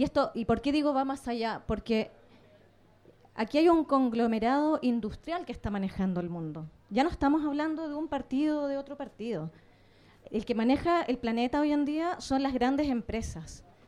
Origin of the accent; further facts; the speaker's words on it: Patagonia, Chile; yo soy chilena. He vivido muchos conflictos desde mi infancia. Vengo de una zona del sur de Chile, que es la Patagonia